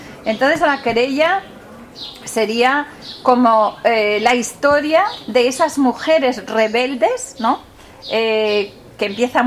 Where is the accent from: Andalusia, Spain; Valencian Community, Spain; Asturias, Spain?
Asturias, Spain; Oviedo; Yo soy de Oviedo, por cierto, que quede claro, que me siento muy de ahí